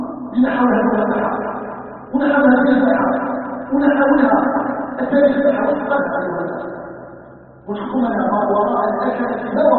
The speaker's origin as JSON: {"language": "Arabic", "country": "Algeria", "said": "ونحن ابناء الجزائر وابناء الجزائر راضيين عن الحقائق"}